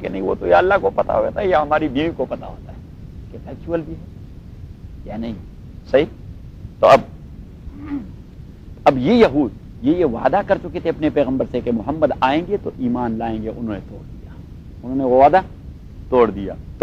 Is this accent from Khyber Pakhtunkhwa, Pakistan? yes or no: yes; Lahor, Khyber Pakhtunkhwa, Pakistan; لاہور میرا علاقہ ہے, سوابی میرا ضلع ہے, صحیح ہے, این ڈبلیو ایف پی میرا صوبہ ہے, پٹھانوں کا اور پشتونوں کا.